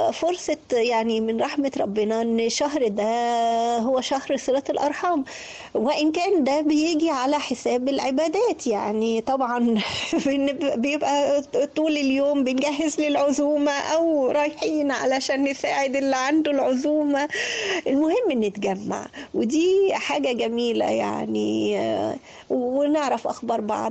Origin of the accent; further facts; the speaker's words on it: Egypt; انت مصري عشان انت قاعد في مصر فبقيت بالطابع المصري.